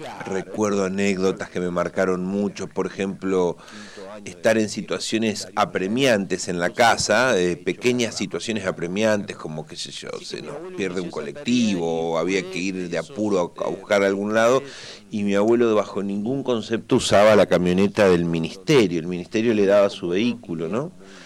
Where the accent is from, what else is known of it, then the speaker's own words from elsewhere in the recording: Santa Fe, Argentina; also born or lived in Esperanza; hasta el secundario fuimos viviendo en zonas rurales. Así que nací en Santa Fe, pero nunca viví en Santa Fe.